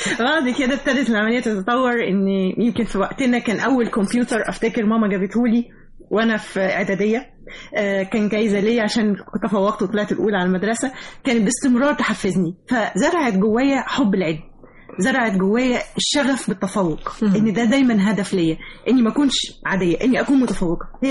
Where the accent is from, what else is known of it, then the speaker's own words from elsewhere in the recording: Egypt; أنا فخري وكل اعتزازي إن أنا مصرية طبعا